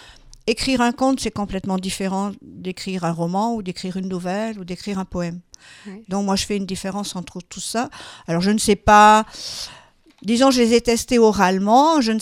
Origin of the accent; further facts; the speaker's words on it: Occitanie, France; je suis originaire des Pyrénées, je vous l'ai dit. J'ai toute mon enfance dans les Pyrénées